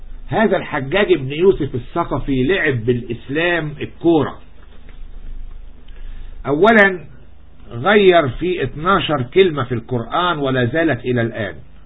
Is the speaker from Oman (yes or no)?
no; Egypt; تهمني انا كرجل مصري في الحقيقة